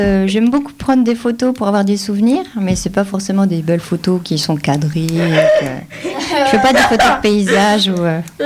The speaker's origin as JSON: {"language": "French", "town": "Remiremont", "region": "Grand Est", "country": "France", "tie": "born or raised there", "said": "Alors, je suis née à Remiremont."}